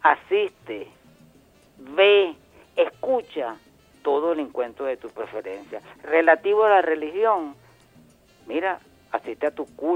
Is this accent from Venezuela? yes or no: yes; Venezuela; como venezolanos y hermanos que somos.